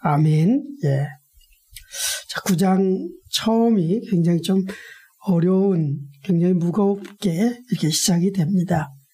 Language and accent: Korean; South Korea; 저도 한국인이기 때문에 어디든지 늘 한국 사람들을 향한 어떤 복음의 열정을 숨길 수 없습니다.